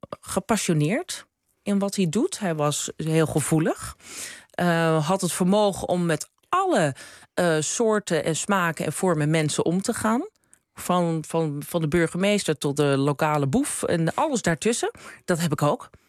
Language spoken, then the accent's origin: Dutch; Krommenie, North Holland, Netherlands; Geboren en getogen in de Zaanstreek, in Krommenie. In gewoon rijtjeshuis. Mijn moeder komt uit Wormer, waar wij dan nu wonen.